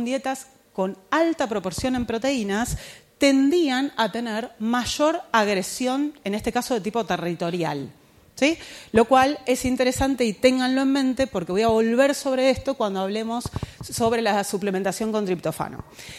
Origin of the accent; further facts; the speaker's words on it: Argentina; Pero bueno, yo soy argentina y le digo así, ¿está bien?